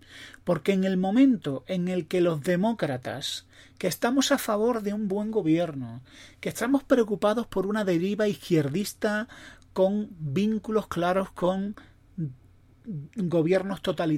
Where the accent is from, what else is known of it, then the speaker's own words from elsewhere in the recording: Spain; los españoles somos así